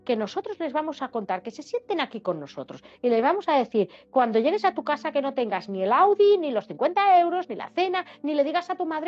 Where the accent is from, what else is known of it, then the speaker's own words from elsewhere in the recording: Germany; yo soy alemana, tengo un apellido un poco complicado